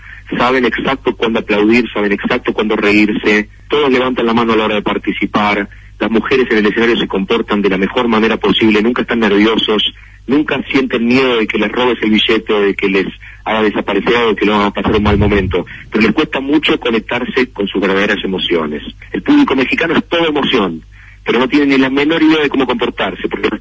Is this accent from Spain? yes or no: no; Argentina; es lo mejor que te puede pasar siendo argentino, porque hay un código entre nosotros que entendemos